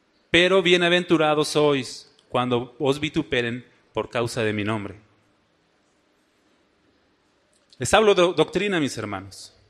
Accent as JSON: {"language": "Spanish", "region": "Mexico City", "country": "Mexico", "said": "Esos chilangos utilizan mucho la che, ¿verdad? Bueno, denme chance, soy chilango."}